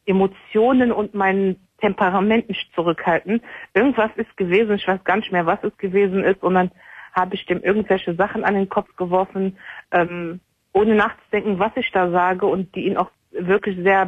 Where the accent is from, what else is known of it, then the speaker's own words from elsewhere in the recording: Morocco; Ich bin Marokkanerin.